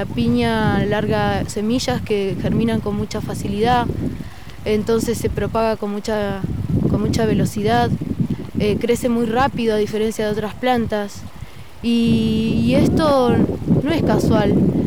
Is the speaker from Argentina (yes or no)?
yes; Chubut, Argentina; Yo soy de Chubut. Hoy día estamos aquí en la provincia de Río Negro